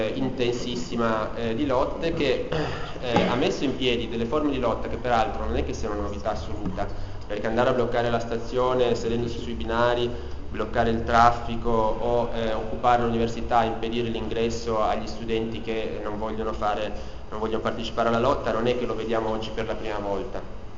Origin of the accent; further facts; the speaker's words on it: Piedmont, Italy; declinare da piemontese